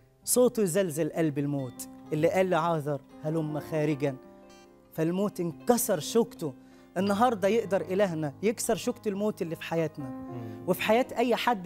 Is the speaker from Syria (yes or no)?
no; Egypt; نشكر رب أنا مصري